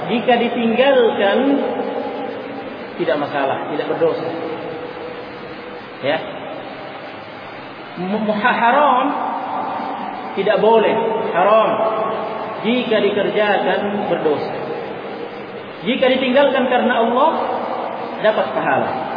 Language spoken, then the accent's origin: Indonesian; Makassar, South Sulawesi, Indonesia; meskipun kita orang Makassar, ya, karena faktor bahasa saja mereka mengatakan air